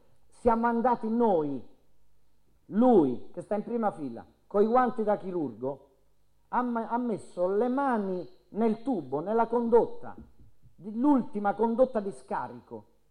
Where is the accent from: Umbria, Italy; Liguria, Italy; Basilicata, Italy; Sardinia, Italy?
Basilicata, Italy; In Basilicata, la mia terra